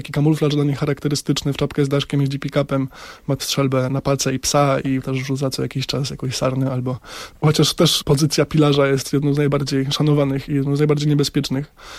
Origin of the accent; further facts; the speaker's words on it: Lesser Poland, Poland; Nie, pochodzę z Sądecczyzny.